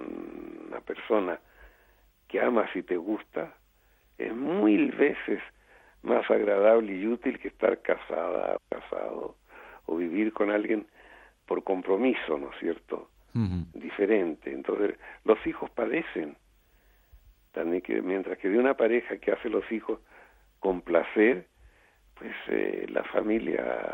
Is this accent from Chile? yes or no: yes; Chile; moved away; corté a todos y me fui 40 años de Chile. Y dije, volveré cuando me inviten y sea conocido. Y después de 40 años me invitaron y volví a Chile